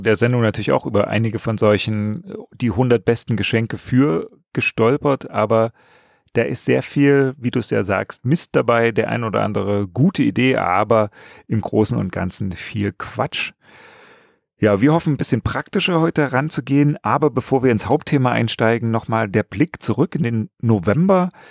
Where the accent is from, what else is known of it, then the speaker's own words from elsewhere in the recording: Berlin, Germany; weil das kennt man ja als Berliner.